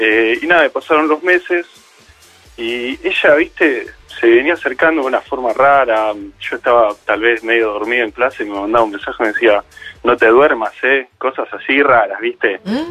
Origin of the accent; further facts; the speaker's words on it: Buenos Aires, Argentina; No, desde que nací, colegiales, nada de Palermo, colegiales.